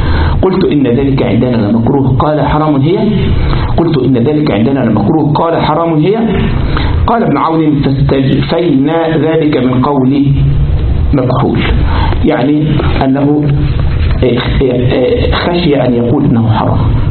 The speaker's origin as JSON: {"language": "Arabic", "country": "Egypt", "said": "وبعدين احنا عندنا في مصر ممكن ايه واحد يركب يستاجر التاكس"}